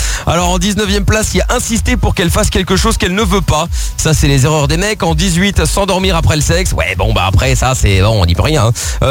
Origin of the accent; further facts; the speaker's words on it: Portugal; parce qu'on est on est portugais tous les deux